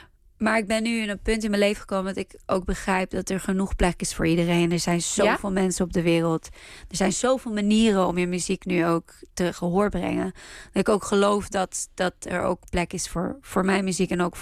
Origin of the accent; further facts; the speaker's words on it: Israel; En waar ik vandaan kom. En toevallig is het Israël en het Hebreeuws.